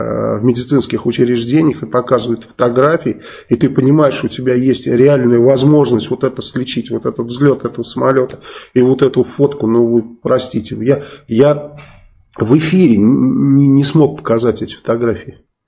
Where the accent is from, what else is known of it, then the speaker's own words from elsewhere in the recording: Saratov, Saratov Oblast, Russia; я вот из Саратова, да, и когда с Энгельса поднимаются бомбардировщики, вот сейчас я там не живу, но когда проживал там